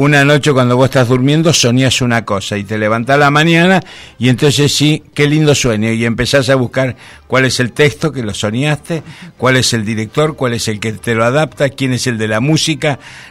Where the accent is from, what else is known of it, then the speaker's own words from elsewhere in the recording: Rosario, Santa Fe, Argentina; now in Madrid, Spain; Yo hace 41 años que vivo en Madrid, pero soy de Rosario, ya soy de la Patagonia, pero también cuando crecí tuve que volar a buscar mi futuro